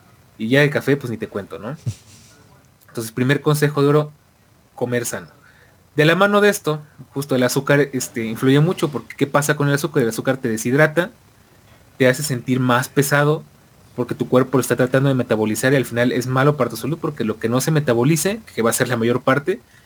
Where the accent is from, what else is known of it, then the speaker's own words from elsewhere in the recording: Argentina; Como argentino, ¿qué estoy haciendo mal, boludo?